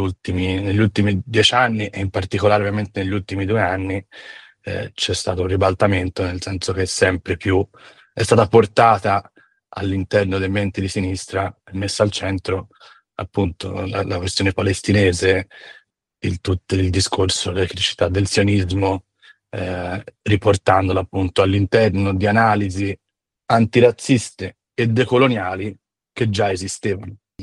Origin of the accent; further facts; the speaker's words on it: Florence, Tuscany, Italy; also born or lived in San Francisco, United States / London, United Kingdom; sono nato e cresciuto a Firenze, di origine comunque anche di pratica ebraica. Poi, insomma, ho passato la maggior parte della mia vita stata adulta tra Italia, Stati Uniti, San Francisco principalmente, Londra